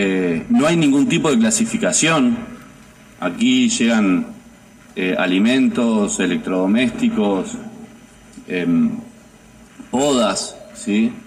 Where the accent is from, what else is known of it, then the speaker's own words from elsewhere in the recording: Las Piedras, Canelones, Uruguay; Para los que somos de Las Piedras